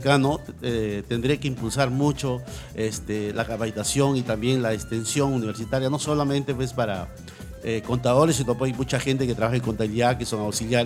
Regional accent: Piura, Peru; now in Callao, Peru; Yo no soy chalaco, yo soy piurano, pero ya tengo más de 40 años en el Callao, me siento identificado, he hecho mi carrera en la universidad, he hecho 2 carreras en la universidad, vivo en el Callao

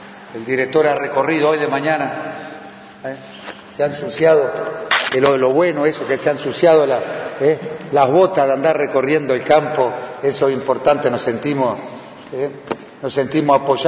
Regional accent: Uruguay; como ciudadano, como uruguayo, como funcionario público, como director del INR

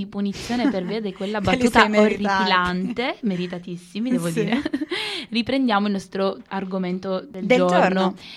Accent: Sicily, Italy; basta rimarcare sempre questa cosa che sono siciliana

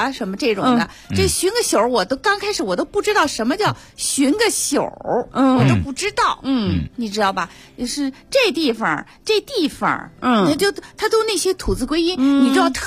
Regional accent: Guangzhou, Guangdong, China; now in Beijing, China; 因为我其实也不是在北京长大的，我是在广州长大的。我到了北京人艺以后我就开始要学习北京话

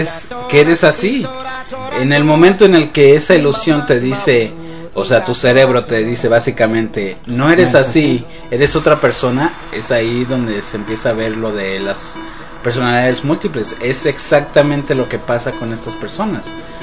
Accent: Mexico; Como mexicanos, somos celosos.

